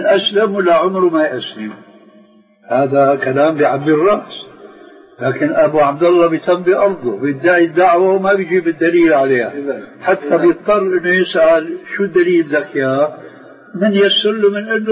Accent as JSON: {"language": "Arabic", "country": "Syria", "said": "في بنطلون عندنا في الشام مضى عليه زمن يسموه شرلستون"}